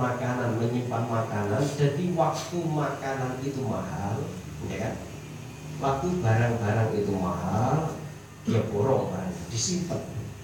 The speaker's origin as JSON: {"language": "Indonesian", "town": "Jember", "region": "East Java", "country": "Indonesia", "said": "Ini kalau daerah saya di Jember itu daerah tembakau."}